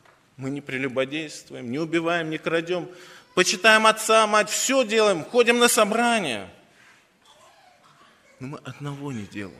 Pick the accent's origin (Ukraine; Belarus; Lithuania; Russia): Russia; Saint Petersburg; Нет, я коренной житель Петербурга был.